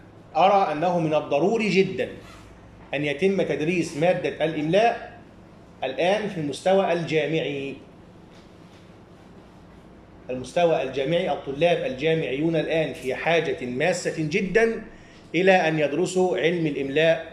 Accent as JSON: {"language": "Arabic", "region": "Upper Egypt", "country": "Egypt", "said": "وهذا يسمى عندنا في الصعيد"}